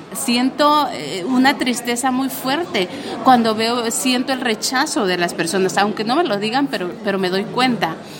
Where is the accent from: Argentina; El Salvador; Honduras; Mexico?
Honduras; muchos han muerto ahorita en mi país, en Honduras.